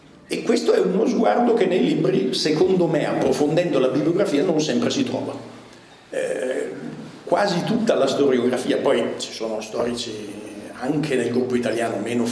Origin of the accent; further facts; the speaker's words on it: Milan, Lombardy, Italy; now in Turin, Italy; io vengo da due famiglie, diciamo così, puro sangue altoatesine, ma sono già nato a Milano, i miei genitori si erano spostati, e quindi sono cresciuto tra Milano, un po' di estero e adesso abito a Torino.